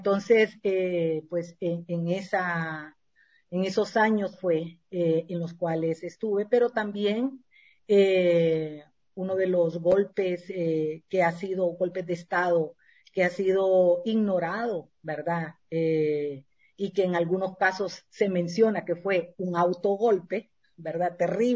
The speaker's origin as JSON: {"language": "Spanish", "town": "Tegucigalpa", "region": "Francisco Morazán", "country": "Honduras", "tie": "born there", "said": "Yo nací en Tegucigalpa, Honduras, un 17 de noviembre de 1957, o sea que este año voy a cumplir 65 años."}